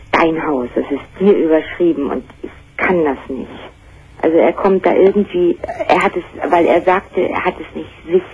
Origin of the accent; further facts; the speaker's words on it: Baltic coast, Germany; moved away as an adult; now in North Sea coast, Germany; ich bin von der Ostsee an die Nordsee gezogen und ich fühlte mich halt nicht wohl.